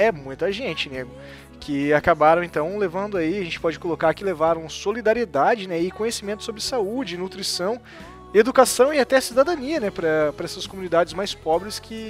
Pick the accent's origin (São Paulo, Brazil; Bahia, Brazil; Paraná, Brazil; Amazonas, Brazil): Paraná, Brazil; Que nós somos paranaenses, então a gente sabe a dimensão do que é isso.